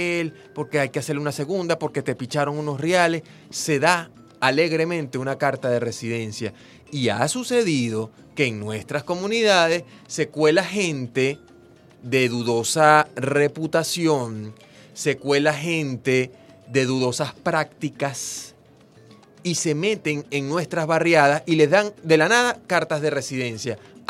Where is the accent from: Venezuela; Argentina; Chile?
Venezuela; Que nosotros los venezolanos